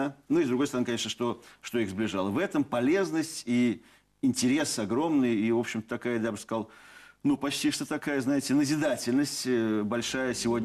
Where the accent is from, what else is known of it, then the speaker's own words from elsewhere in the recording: Moscow, Russia; вот я как закоренелый москвич, родившийся в Москве, живущий в Москве